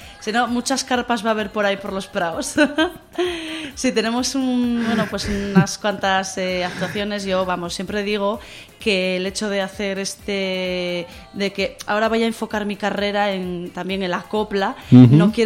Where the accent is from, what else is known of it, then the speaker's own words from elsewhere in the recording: Asturias, Spain; now in Seville, Spain; Como siendo asturiana...